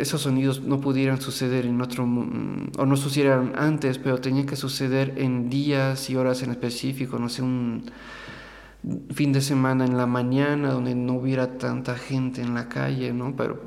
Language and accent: Spanish; Querétaro, Mexico; por coincidencia me encontré en la ciudad de Querétaro, que es de ahí de donde vengo, de donde es mi familia.